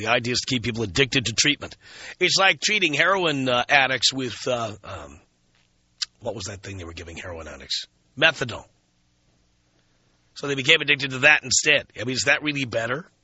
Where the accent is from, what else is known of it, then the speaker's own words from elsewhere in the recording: New York City, New York, United States; I grew up in the South Bronx. I grew up in the zip code with the highest murder rate in America.